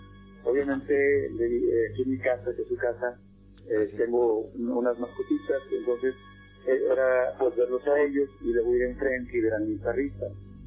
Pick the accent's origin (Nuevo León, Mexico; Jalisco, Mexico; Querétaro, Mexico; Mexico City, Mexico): Nuevo León, Mexico; Monterrey; Yo soy de Monterrey, Nuevo León.